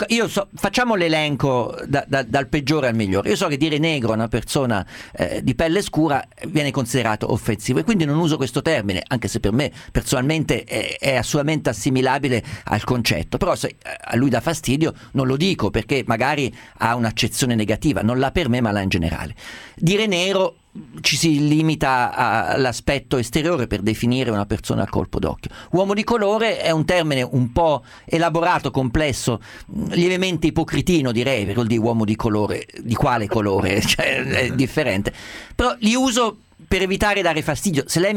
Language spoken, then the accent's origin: Italian; Umbria, Italy; Ma anche io riconosco uno umbro che è della mia terra rispetto a un sardo, un siciliano, non so dirle perché, lo vedo camminare, capisco esattamente che è nato dove sono nato io.